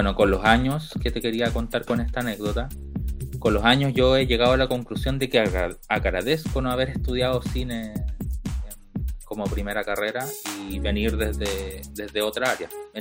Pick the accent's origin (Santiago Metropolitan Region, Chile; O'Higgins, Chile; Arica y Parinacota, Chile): Arica y Parinacota, Chile; Arica; que tienen que ver con la zona de donde vengo, Arica.